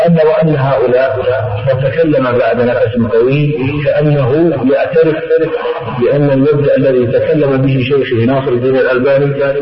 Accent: Damascus, Damascus Governorate, Syria; عندنا في دمشق اتفق معهم ويصلوك لبنان

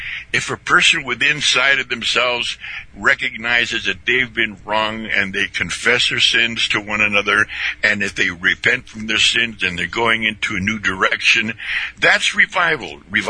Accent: Indio, California, United States; We grew up out there in Indio, California, which is basically an agricultural community.

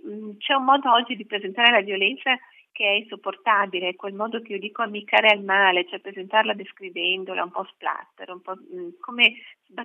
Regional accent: Vicenza, Veneto, Italy; Sì, io sono di Vicenza, una città bellissima.

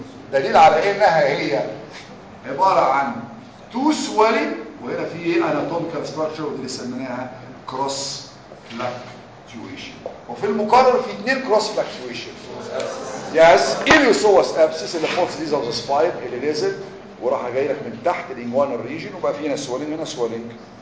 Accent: Egypt; احنا مصريين على فكره كل حاجه بينا اسمها كيس دول

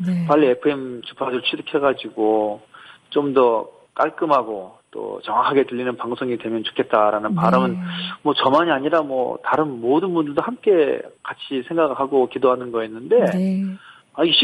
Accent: Jeju, South Korea; 저는 원래 제주도 출신이에요. 제주도에서 태어났고 또 대학 때문에 잠깐 이제 육지로 올라왔다가 네. 다시 제주도 내려오게 됐는데 벌써 내려온 지 10년 됐다고 합니다.

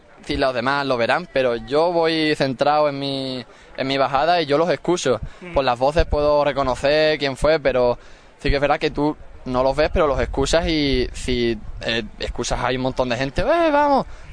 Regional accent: Ubrique, Andalusia, Spain; En mi pueblo me parece perfecto, pero yo también he preguntado qué les parecía. Yo me llevo una buena sensación, vamos, de tener la gran suerte de que sea un campeonato de España en Ubrique.

